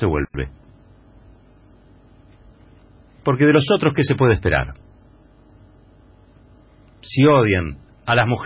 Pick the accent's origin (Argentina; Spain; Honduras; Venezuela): Argentina; Me avergüenza como argentino que hayamos llegado a esta situación.